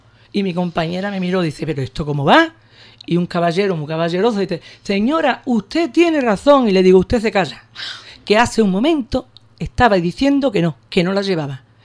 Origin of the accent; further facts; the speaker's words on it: Ubrique, Andalusia, Spain; Nada más, siempre agradecida a mi pueblo, de verdad.